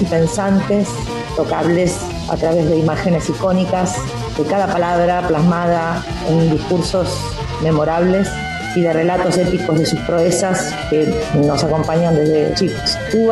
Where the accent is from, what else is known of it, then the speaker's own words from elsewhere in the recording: Argentina; Como argentinas y como argentinos, como artistas sensibles